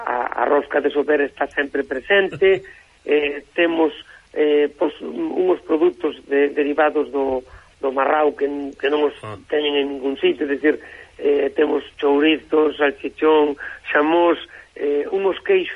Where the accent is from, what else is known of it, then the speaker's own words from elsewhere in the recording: Galicia, Spain; E dixenlle que como bon galego non tiña dúda.